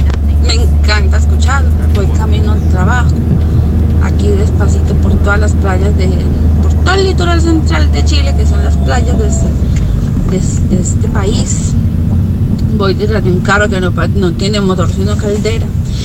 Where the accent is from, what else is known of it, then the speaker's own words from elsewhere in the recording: Antioquia, Colombia; moved away; es mi tierra, mi Colombia, soy paisa y amo mi tierra. Lastimosamente tener que estar en otro país no es lo mejor